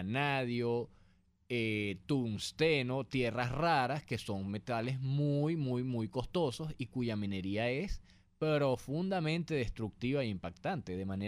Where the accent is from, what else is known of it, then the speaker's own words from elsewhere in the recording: Venezuela; es importante que nosotros como venezolanos también logremos implantar una cultura